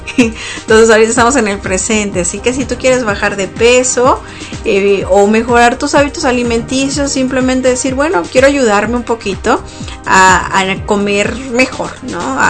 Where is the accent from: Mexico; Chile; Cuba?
Mexico; que es lo que celebramos nosotros como mexicanos